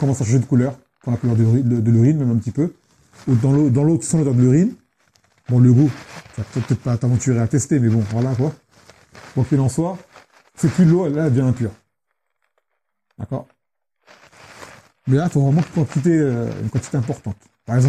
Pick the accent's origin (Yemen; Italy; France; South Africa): Yemen; chez nous, au Yémen, c'est la salle de bain et les toilettes, c'est le même lieu